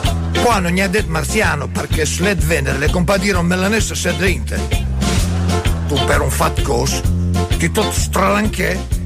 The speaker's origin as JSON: {"language": "Italian", "town": "Bologna", "region": "Emilia-Romagna", "country": "Italy", "said": "tutte le volte che diciamo che siamo di Bologna"}